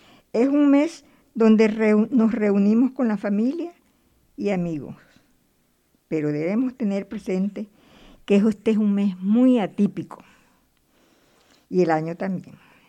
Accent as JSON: {"language": "Spanish", "country": "Venezuela", "tie": "born or raised there", "said": "Venezuela, donde las Navidades se celebran de una manera diferente que cuando me vine a la capital. En mi pueblo se celebraba la Navidad junto a la familia."}